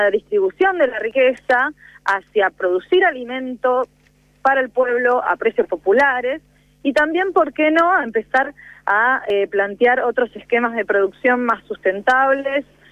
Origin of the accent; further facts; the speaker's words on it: Argentina; nosotros y nosotras como pueblo argentino